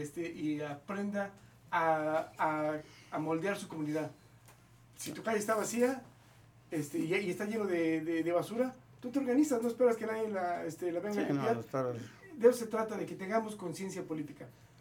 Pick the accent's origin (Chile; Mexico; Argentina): Mexico; Mexico City; now in Southern California, United States; Soy originario de la Ciudad de México.